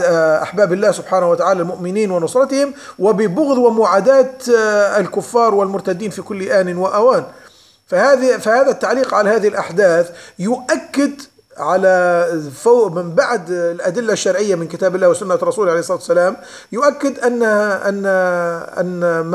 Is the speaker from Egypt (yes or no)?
no; Libya; وخاصة في بلدنا ليبيا بالذات.